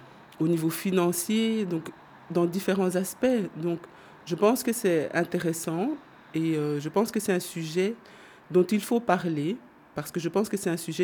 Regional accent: DR Congo; now in Belgium; je suis issue de la diversité. Donc, ça fait à peu près 40 ans que je vis en Belgique. Donc, je suis congolaise d'origine.

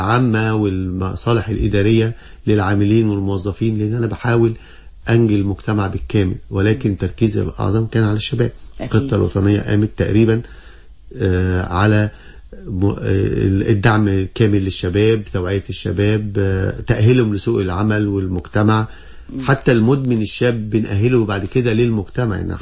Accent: Egypt; ان احنا كمصريين وشباب مصري لا احنا متفوقين ومتميزين جدا في كل المجالات

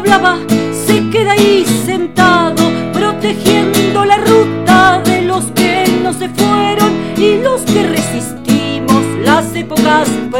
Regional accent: Buenos Aires Province, Argentina; Estoy en Mendoza en este momento, en mis visitas cotidianas, y soy de Buenos Aires, de provincia de Buenos Aires.

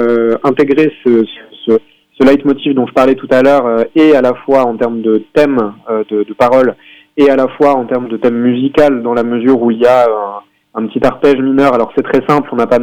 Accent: Tours, Centre-Val de Loire, France; on est de Tours à proprement parler, on est vraiment en plein milieu pour le coup.

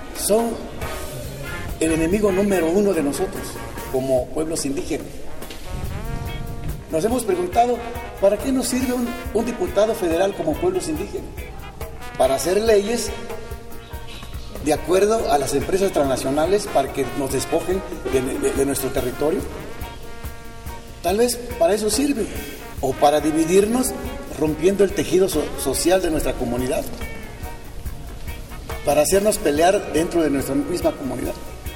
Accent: Álvaro Obregón, Oaxaca, Mexico; first language Zapotec; Spanish is a second language; Pero sí hablamos nuestra lengua materna, es el zapoteco. En la comunidad de Álvaro Obregón se habla el 90% de los habitantes, hablamos la lengua materna.

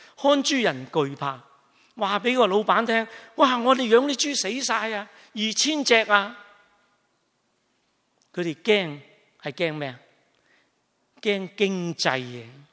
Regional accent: China; 我哋中国人讲句最俗嘅说话，叫读屎片

